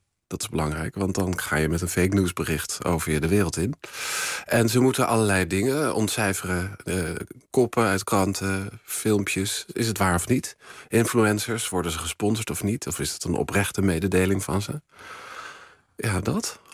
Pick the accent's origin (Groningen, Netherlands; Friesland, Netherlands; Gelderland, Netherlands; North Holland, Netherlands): Groningen, Netherlands; Uithuizen; Ja, dat was in Uithuizen, waar ik ben opgegroeid.